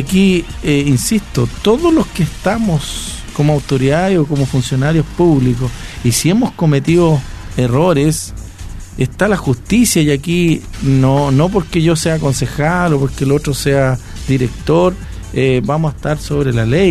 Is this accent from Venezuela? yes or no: yes; Río Claro, Venezuela; yo soy de Río Claro.